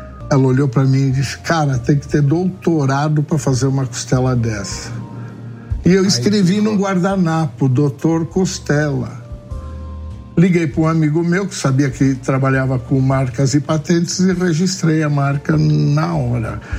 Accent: South Region, Brazil; como eu sou do Sul

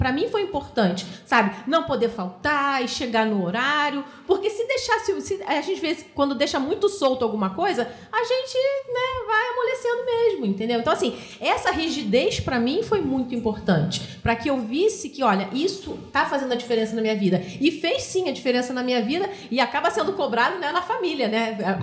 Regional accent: Rio de Janeiro, Brazil; accent: carioca; now in São José dos Campos, Brazil; tem 14 anos que eu moro em São José, né? Não dá para perceber que eu sou carioca, né, gente? O sotaque, o chiado ainda.

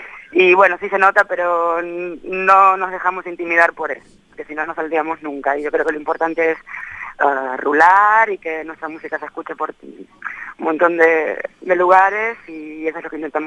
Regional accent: Argentina; now in Palma, Spain; la banda se formó en el 99, hace ya 13 años, en Buenos Aires. Somos tres argentinos y luego nos movimos a la isla

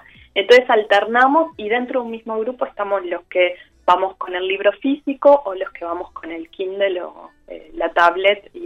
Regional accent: Montevideo, Uruguay; moved away; Yo me vine de Montevideo y, bueno, soy licenciada en letras y profesora.

